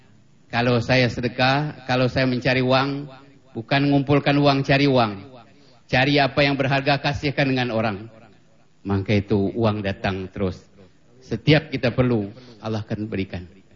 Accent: Lampung, Indonesia; also born or lived in Palembang, Indonesia / Java / Middle East; Saya lahir di Palembang, besar di Lampung, lama seluruh Jawa, lama Timur Tengah, lama mengembara.

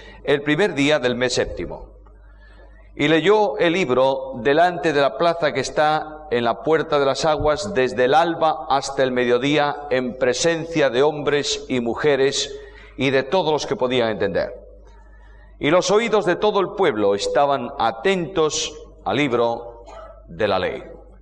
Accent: Spain; Imagínate que yo, que vengo del calor de España, allí estamos en verano, vengo al frío argentino.

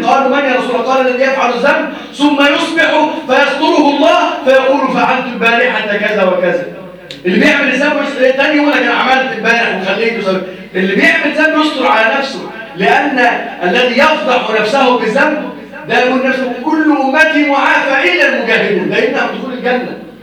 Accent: Egypt; اللهم احفظ بلدنا مصر وسائر بلاد المسلمين يا رب العالمين

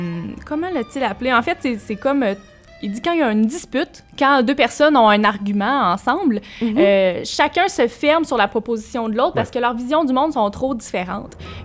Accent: Rivière-du-Loup, Quebec, Canada; je viens de Rivière-du-Loup, dans le Bas-Saint-Laurent.

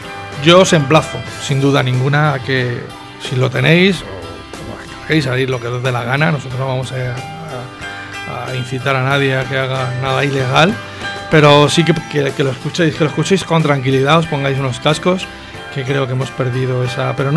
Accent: Madrid, Community of Madrid, Spain; Diré una burrada que soy de Vallecas

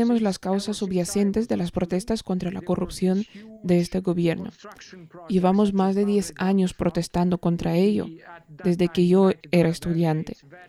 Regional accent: Serbia; born there; Spanish is a second language; Incluso para mí, que nací en Yugoslavia, tenía 1 o 2 años cuando Yugoslavia se desintegró.

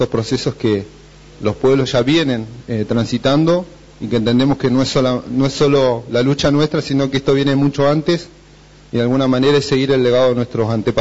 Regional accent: Bariloche, Río Negro, Argentina; vengo de Bariloche

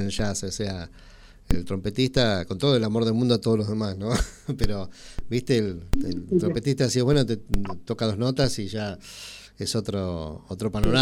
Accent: Tres Arroyos, Buenos Aires Province, Argentina; somos de Tres Arroyos, ¿viste? Que nosotros veraneamos mucho allá en Necochea

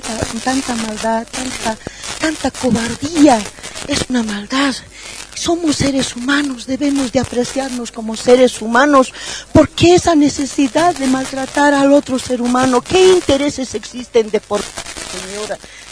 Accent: El Alto, La Paz, Bolivia; Soy ciudadana de San Alto, vivo acá en el Alto.

